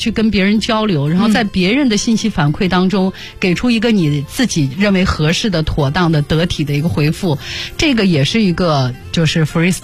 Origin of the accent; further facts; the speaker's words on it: Zuoquan, Shanxi, China; 还有大家可以听听我的家乡小调，就左权民歌。